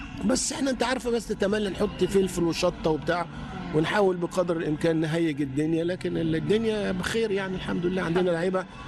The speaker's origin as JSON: {"language": "Arabic", "country": "Egypt", "said": "احنا عندنا في مصر كان زمان كان عندنا واحد ولا اتنين بكتير خالص"}